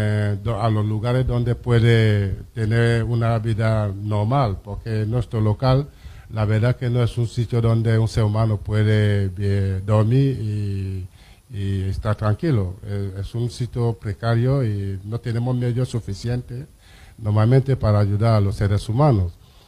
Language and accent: Spanish; Cameroon; now in Valencia, Spain; soy de Camerún. Y como presidente de esa comunidad aquí en Valencia